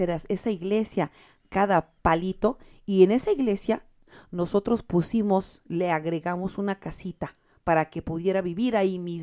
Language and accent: Spanish; Mexico; now in United States; la mayoría de los católicos de este país somos mexicanos, no bolillos.